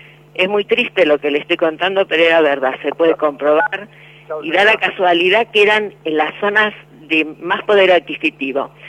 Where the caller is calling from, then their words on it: Caseros, Buenos Aires Province, Argentina; Yo en los 90 estudiaba en el centro, vivo en Caseros, tomo el ferrocarril San Martín